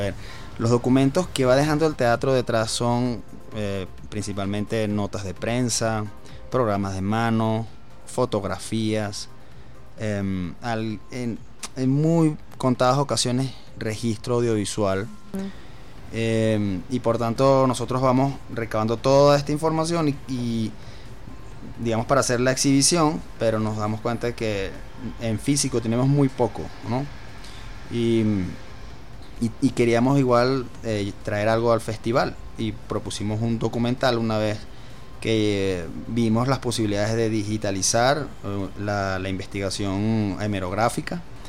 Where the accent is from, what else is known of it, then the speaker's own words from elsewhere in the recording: Venezuela; como ciudadanos venezolanos